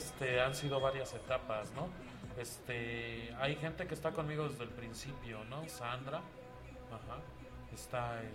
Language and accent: Spanish; Iztapalapa, Mexico City, Mexico; la zona en la que estamos, en la que radicamos, de donde somos. Su mayoría somos de Iztapalapa